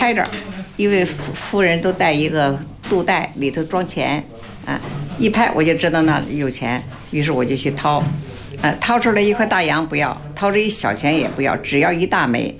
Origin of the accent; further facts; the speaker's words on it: Wanxian, Hebei, China; also born or lived in Beijing; 我也出生在北京，多大就跟着我妈妈就陪那个大娘一块回去了啊，回去了以后就住在完县，住在完县呢就很少见着爷爷爸爸奶奶